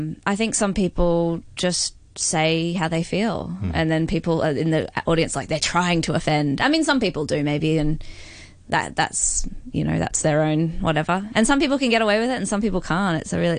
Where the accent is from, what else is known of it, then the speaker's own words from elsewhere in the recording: Brisbane, Queensland, Australia; I mean, I'm from Brisbane, which is very, very tiny. Well, not very tiny, but it's a small city and... Australia